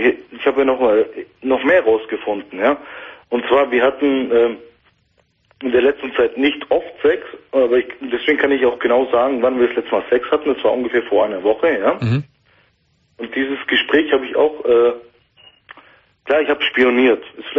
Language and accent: German; Turkey; Ich bin ein Türke, wird aber null Macho, glaub mir.